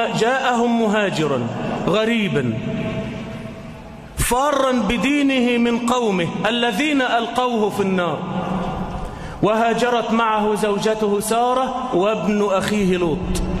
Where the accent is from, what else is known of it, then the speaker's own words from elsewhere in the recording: Egypt; إلى مصر، إلى بلدنا مصر